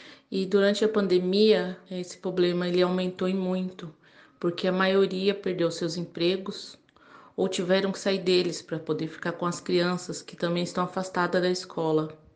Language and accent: Portuguese; São Bernardo do Campo, São Paulo, Brazil; sou de São Bernardo do Campo